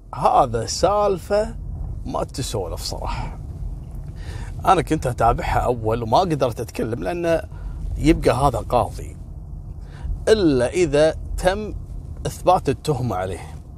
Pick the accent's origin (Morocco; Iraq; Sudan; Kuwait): Kuwait; قصة اليوم، في حادثة حصلت عندنا في الكويت